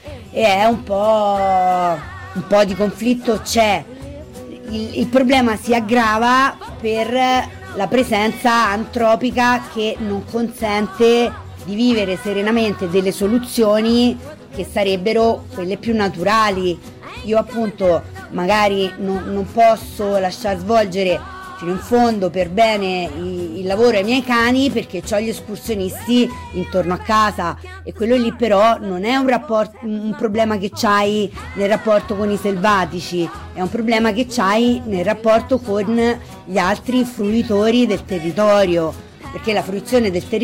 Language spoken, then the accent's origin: Italian; Rome, Lazio, Italy; per una persona come me, nata e cresciuta in città, a Roma